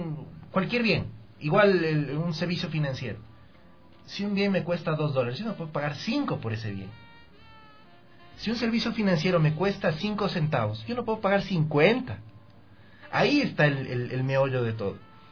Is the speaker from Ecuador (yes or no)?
yes; Ecuador; al menos yo espero, como ecuatoriano, no como militante